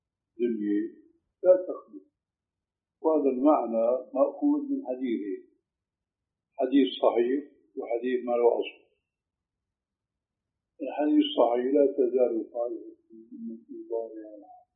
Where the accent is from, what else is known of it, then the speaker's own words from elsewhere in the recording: Syria; أشبه شيء فيما يبدو لي بالحلاقة الإنجليزية هذا تعرف عندنا في سوريا، في عندكم هيك شيء؟